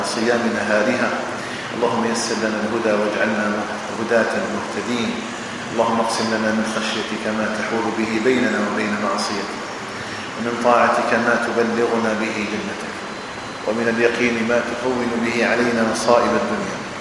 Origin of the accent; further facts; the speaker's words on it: Algeria; اللهم اجعل بلدنا الجزائر آمنا مطمئنا وسائر بلاد